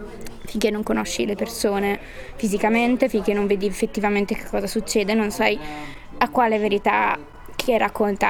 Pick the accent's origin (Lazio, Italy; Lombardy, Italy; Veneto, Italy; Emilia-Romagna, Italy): Lombardy, Italy; Brescia; ho 23 anni. Vengo da Brescia, ma ho studiato a Bologna questi ultimi 3 anni, antropologia.